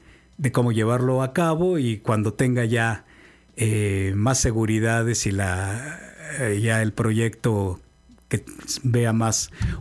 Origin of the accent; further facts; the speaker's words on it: Cardel, Veracruz, Mexico; born there; also born or lived in Sonora / Baja California; now in Xalapa, Mexico; yo soy muy vecino, soy de Cardel, entonces nunca viví en el estado realmente, vivimos en el norte, en Sonora, en Baja California, mucho tiempo, pero ahora que ya estoy por acá